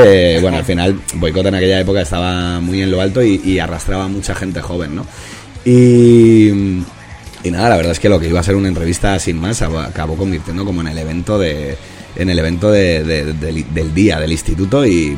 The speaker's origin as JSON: {"language": "Spanish", "town": "Madrid", "region": "Community of Madrid", "country": "Spain", "said": "Fíjate que los que somos del norte, ¿no? Yo soy de ahí, de Saconia y de Ventilla."}